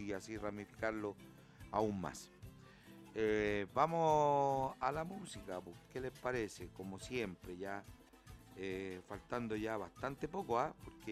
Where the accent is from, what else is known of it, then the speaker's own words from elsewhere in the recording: Chile; Que nos enrostraba un poco lo que somos los chilenos, ¿cierto?